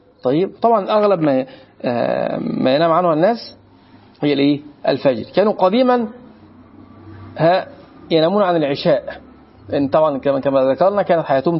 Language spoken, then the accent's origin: Arabic; Egypt; احنا عندنا مصريين